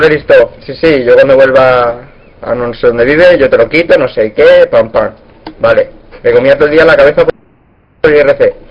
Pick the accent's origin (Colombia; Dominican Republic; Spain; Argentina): Spain; Barcelona, Catalonia; born there; Soy español, nacido en Barcelona, capital. Tengo 19 años.